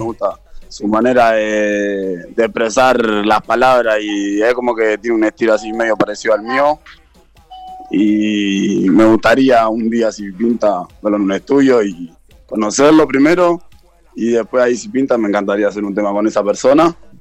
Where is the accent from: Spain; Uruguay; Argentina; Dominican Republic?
Uruguay; Montevideo; Siempre. Toda la vida me crié ahí y está. Y en mi barrio, o sea, sí, es lo que represento.